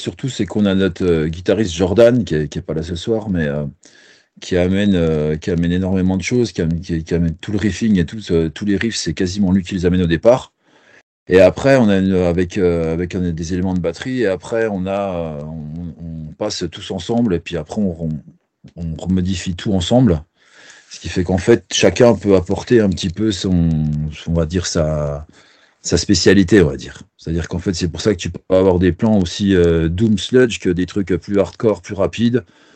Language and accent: French; Besançon, Bourgogne-Franche-Comté, France; On est de Besançon, on a tous pas mal de groupes avant